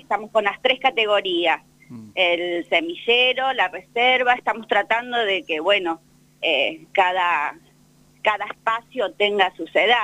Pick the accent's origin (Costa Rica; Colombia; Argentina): Argentina; Bahía Blanca, Buenos Aires Province; now in Santa Rosa, Argentina; yo soy de Bahía Blanca, pero bueno, hace años que estoy acá en Santa Rosa